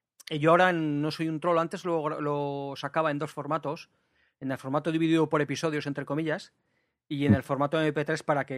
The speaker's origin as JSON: {"language": "Spanish", "region": "Aragon", "country": "Spain", "said": "aunque ahora resido en Navarra, pues realmente soy maño"}